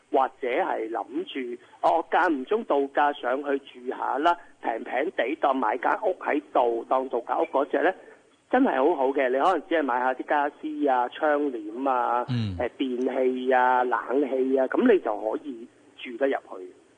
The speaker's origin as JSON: {"language": "Cantonese", "country": "Hong Kong", "said": "有時係我哋香港人。覺得唔係好習慣"}